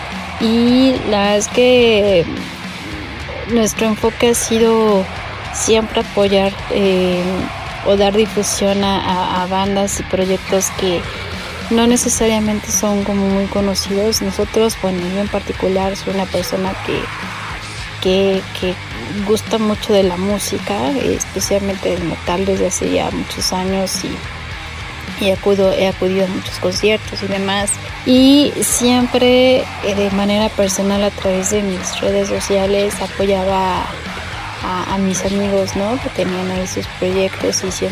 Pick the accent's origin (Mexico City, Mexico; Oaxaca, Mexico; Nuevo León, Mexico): Mexico City, Mexico; yo soy mexicana, vivo en Ciudad de México